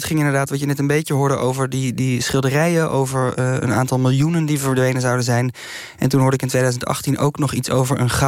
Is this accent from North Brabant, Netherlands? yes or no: yes; North Brabant, Netherlands; Ja, ik kom uit de buurt van Vught. Dus het is een verhaal dat ik ken uit mijn jeugd al.